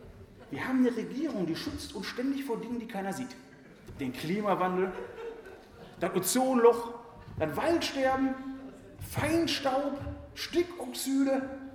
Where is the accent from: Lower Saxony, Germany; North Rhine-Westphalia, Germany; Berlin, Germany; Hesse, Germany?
North Rhine-Westphalia, Germany; Essen; bei uns in Essen ist das die 224